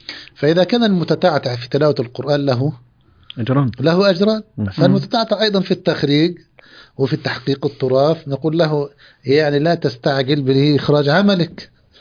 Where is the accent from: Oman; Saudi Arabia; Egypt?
Egypt; مقاطع موجودة عندنا في مصر